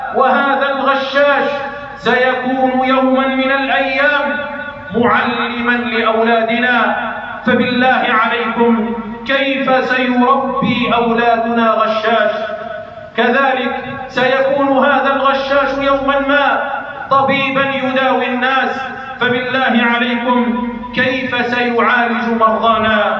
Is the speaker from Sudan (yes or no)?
no; Algeria; وضد بلدنا الجزائر خصوصاً